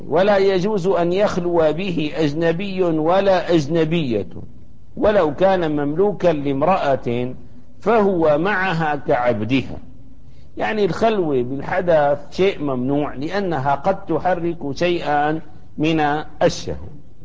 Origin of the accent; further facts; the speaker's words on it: Damascus, Damascus Governorate, Syria; كان الأمر السائد حتى في بلدتنا دمشق